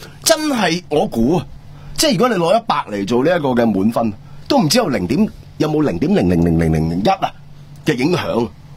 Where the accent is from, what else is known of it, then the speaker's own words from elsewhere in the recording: Hong Kong; 呢个系我哋香港人嘅盼望